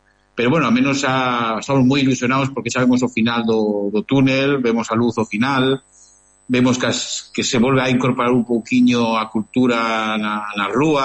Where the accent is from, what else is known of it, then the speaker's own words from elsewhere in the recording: Galicia, Spain; somos galegos que estamos en Cataluña, somos dúas culturas que podemos aprender o un dos outros